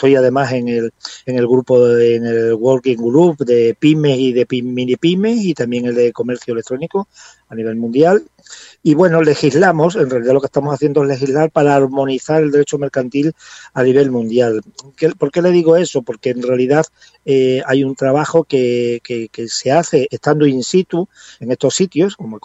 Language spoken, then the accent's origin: Spanish; Badajoz, Extremadura, Spain; ya decidí venirme a España, y qué mejor sitio que venirme no a Badajoz, que es mi tierra natal, y hace mucho calor o mucho frío, dependiendo del tiempo, la temporada, sino venirme a estas islas maravillosas nuestras. Y bueno, aquí estoy afincado